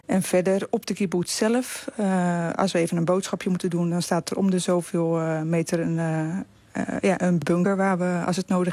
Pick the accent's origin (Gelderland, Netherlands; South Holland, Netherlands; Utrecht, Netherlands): South Holland, Netherlands; Rotterdam; We komen uit Rotterdam.